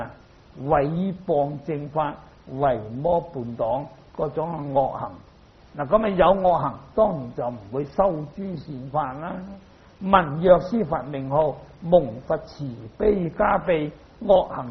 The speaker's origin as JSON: {"language": "Cantonese", "country": "China", "said": "所以咧，我哋中國人啊，如果你肯讀呢啲佛經咧，你對於中國嘅文化咧，係對你有好大嘅幫助啊！"}